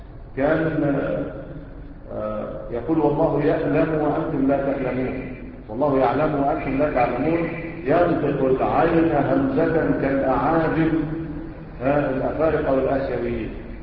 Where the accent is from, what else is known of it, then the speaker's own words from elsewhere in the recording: Egypt; احنا كمصريين بتعمل ايه؟